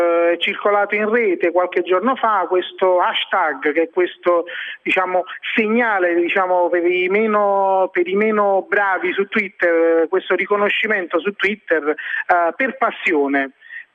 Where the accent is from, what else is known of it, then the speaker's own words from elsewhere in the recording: Naples, Campania, Italy; Voglio dire, da buon napoletano un po' superstizioso